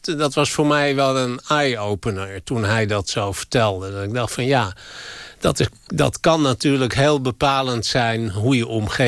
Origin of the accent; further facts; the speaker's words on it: Amstelveen, North Holland, Netherlands; Ik ben in Amstelveen opgegroeid, in een keurige wijk, waar veel sociale controle was.